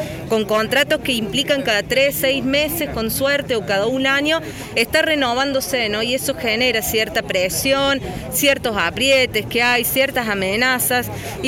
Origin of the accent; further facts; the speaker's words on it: Río Cuarto, Córdoba, Argentina; lo digo porque yo vengo de Río Cuarto